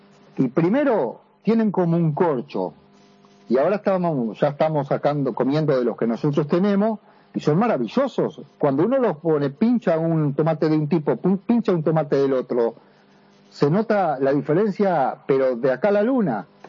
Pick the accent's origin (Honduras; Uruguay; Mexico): Uruguay; now in Buenos Aires, Argentina; estoy en Buenos Aires, yo tengo residencia brasileña, soy uruguayo, tengo residencia brasileña y argentina.